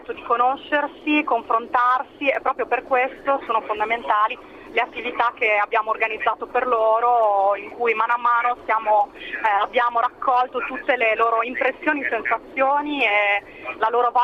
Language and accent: Italian; England, United Kingdom; Italian is a second language; io sì, vabbè, sono inglese, ma in realtà mi muovo liberamente anche a livello del mercato del lavoro